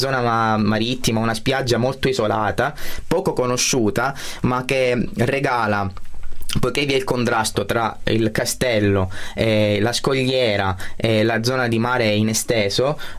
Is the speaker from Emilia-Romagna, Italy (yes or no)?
no; Butera, Sicily, Italy; also born or lived in Mazzarino; Butera è la città dove non sono nato ma ho vissuto sin da quando ero piccolo. Sono nato a Mazzarino perché Butera non aveva un ospedale, ma i miei genitori sono di Butera.